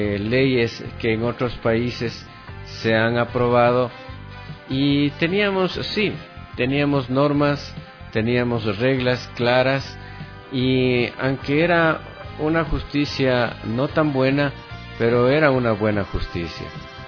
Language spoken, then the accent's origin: Spanish; Ecuador; como un ecuatoriano más, en buscar una misión y una visión para todos los ecuatorianos